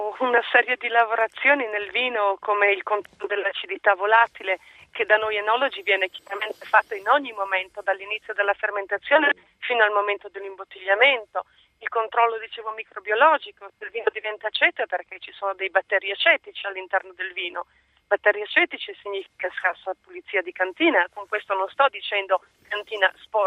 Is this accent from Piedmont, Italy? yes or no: no; Trentino-Alto Adige, Italy; preferisco i Traminer dell'Alto Adige a quelli della mia terra, purtroppo, che è il Trentino.